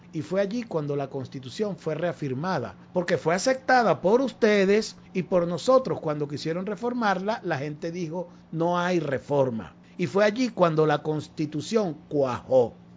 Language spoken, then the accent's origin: Spanish; Venezuela; como venezolanos, pues, para todas las venezolanas y venezolanos, que nuestro país sea reconocido